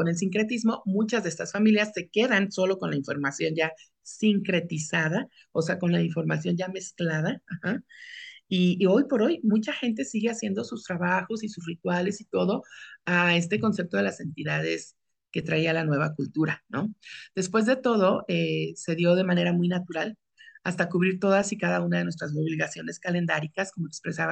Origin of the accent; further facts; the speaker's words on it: Mexico; Pero todo esto surgió del sincretismo de nuestra realidad actual como mexicanos.